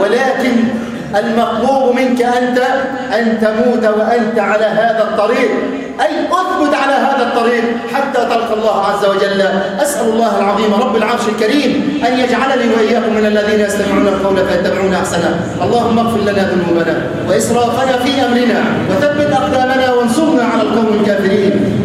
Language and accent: Arabic; Egypt; اللهم اجعل بلدنا مصر أمنا أمانا سخاء رخاء وسائر بلاد